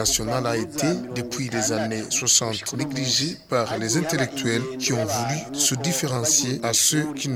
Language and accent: French; Burundi; first language Kirundi; French is a second language; notre langue maternelle, alors que c'est une langue qui se suffit. Une langue pilier de la culture de notre pays, le Burundi.